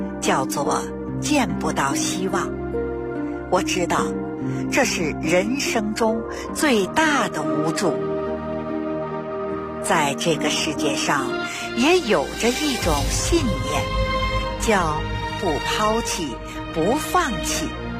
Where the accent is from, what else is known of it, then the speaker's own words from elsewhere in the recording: Beijing, China; 我呢，是土生土长的北京人儿。我自小呢，出生在一个中医世家。 … 我的爷爷、我的父亲那都是郎中。在北京城里，我们家有一间药铺